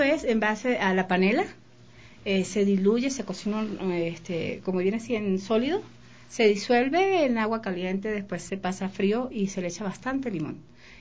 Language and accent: Spanish; Venezuela; also born or lived in Ecuador; O sea, yo soy ecuatoriana criada en Venezuela.